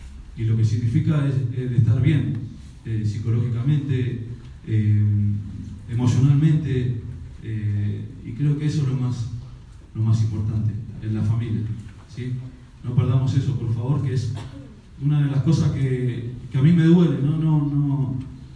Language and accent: Spanish; Argentina; Pero yo creo que somos los argentinos nomás que somos así, ¿eh?